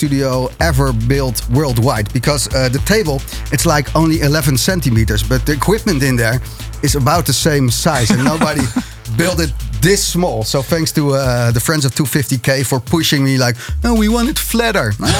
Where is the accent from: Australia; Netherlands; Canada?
Netherlands; The Hague, South Holland; English is a second language; The Hague, my hometown in the Netherlands then